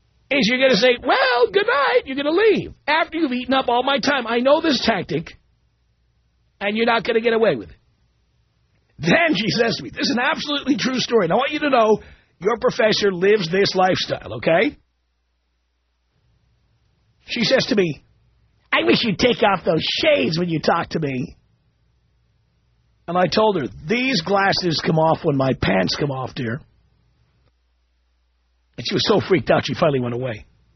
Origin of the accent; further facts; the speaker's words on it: New York City, New York, United States; now in Los Angeles, United States; I don't think of myself as a New Yorker. I've been gone from New York for 25 years.